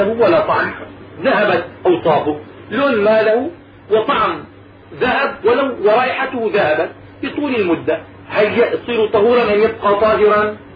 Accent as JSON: {"language": "Arabic", "town": "Damascus", "region": "Damascus Governorate", "country": "Syria", "said": "دائما عندنا في دمشق تعزل الأنهار وتنظف في كل سنة"}